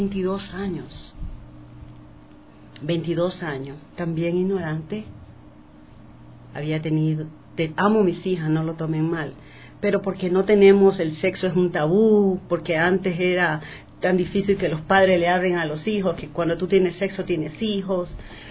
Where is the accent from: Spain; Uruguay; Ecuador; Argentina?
Ecuador; Guayaquil, Guayas; moved away as an adult; Así que decidí... me vine de Guayaquil a Quito.